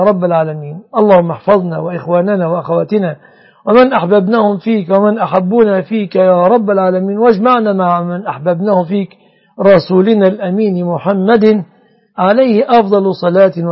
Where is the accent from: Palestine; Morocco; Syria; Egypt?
Egypt; اللهم يا ربنا احفظ بلادنا مصر وسائر بلاد المسلمين آمنة مطمئنة